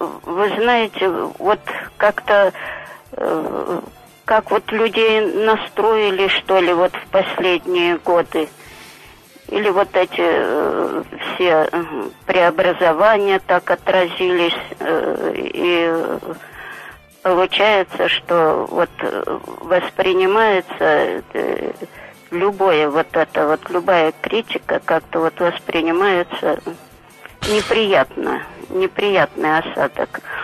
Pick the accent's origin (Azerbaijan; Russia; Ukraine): Russia; Saint Petersburg; now in Obninsk, Russia; Это Обнинск … Я ленинградка, я родилась там, жила там. Ну, волею судеб, вот, попала в город Обнинск.